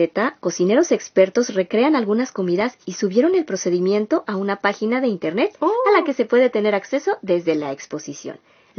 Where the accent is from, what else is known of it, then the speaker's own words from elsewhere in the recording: Mexico City, Mexico; now in Japan; En Japón, a diferencia de la Ciudad de México, de donde yo soy